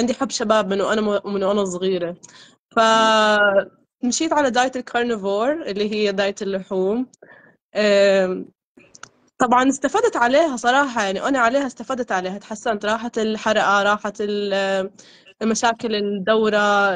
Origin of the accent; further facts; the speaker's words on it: Jordan; now in Boston, United States; انا من الاردن بس عايش بامريكا حاليا